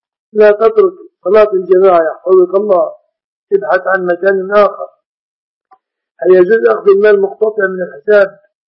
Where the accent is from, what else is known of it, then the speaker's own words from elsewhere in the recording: Egypt; فالمرأة عندنا في مصر في مصر يقولون هذه سلفة فلان